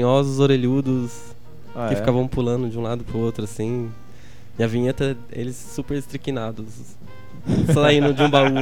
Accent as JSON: {"language": "Portuguese", "town": "Pouso Alegre", "region": "Minas Gerais", "country": "Brazil", "tie": "born or raised there", "also_born_or_lived": "Imbuyuna", "moved": "as an adult", "lives_now": "São Carlos, Brazil", "said": "Eu nasci em Imbuyuna, Minas Gerais, terra da batata. Mas logo depois me mudei para Pouso Alegre, que é uma cidade um pouco maior, que é vizinha de lá. E fiquei lá até os 21 anos. Daí depois já vim direto para São Carlos."}